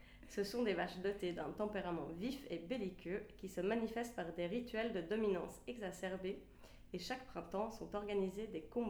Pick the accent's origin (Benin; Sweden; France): Sweden; now in Switzerland; je suis suisse, mais originaire de Suède.